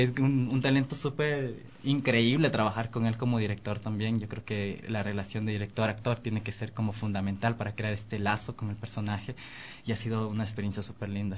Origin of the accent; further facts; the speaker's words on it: Archidona, Napo, Ecuador; Yo soy de la Amazonía. Soy perteneciente a un pueblo ancestral de Archidona.